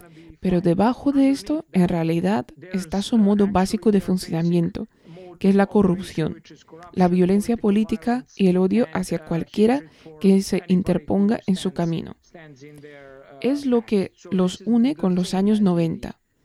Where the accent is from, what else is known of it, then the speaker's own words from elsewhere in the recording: Serbia; born there; Spanish is a second language; Incluso para mí, que nací en Yugoslavia, tenía 1 o 2 años cuando Yugoslavia se desintegró.